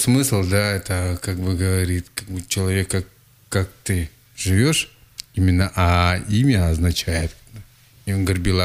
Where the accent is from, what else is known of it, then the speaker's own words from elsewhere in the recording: Krasnoyarsk Krai, Russia; Я сам родом с Ивенькии.